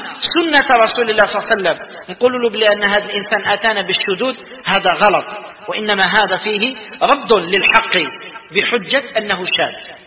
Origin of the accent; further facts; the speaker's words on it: Algeria; وإحنا يتقدر تخرجنا شدود في الأمة كجزائريين مثال،